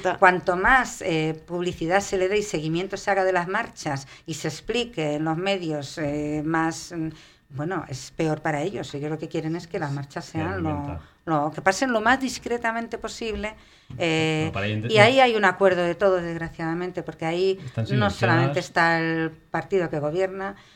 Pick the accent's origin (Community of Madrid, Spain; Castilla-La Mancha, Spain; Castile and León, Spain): Community of Madrid, Spain; Madrid; Somos de Vallecas, vivimos en Vallecas, trabajamos en Vallecas y los vecinos se han portado siempre muy bien.